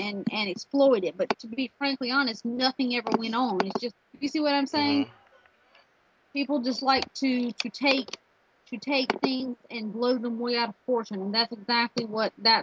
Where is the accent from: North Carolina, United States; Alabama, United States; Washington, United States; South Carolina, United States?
South Carolina, United States; Yeah, that's where I grew up. But I mean, technically I'm Greek, but I was born in the United States and just happened to be born in South Carolina.